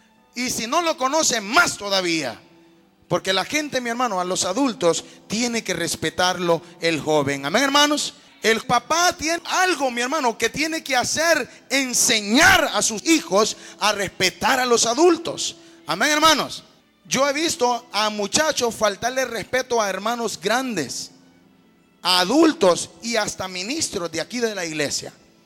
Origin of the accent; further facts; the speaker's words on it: Honduras; Allá en Honduras, yo soy de Honduras, hermano.